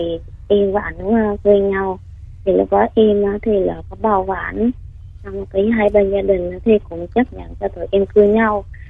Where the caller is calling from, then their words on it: Gia Lai, Vietnam; em gọi tới từ Gia Lai chị.